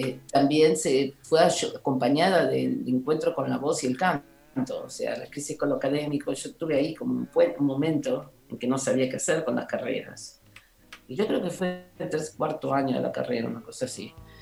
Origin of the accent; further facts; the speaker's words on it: Ciudad Jardín Lomas del Palomar, Buenos Aires Province, Argentina; Soy de Ciudad Jardín, Lomas del Palomar.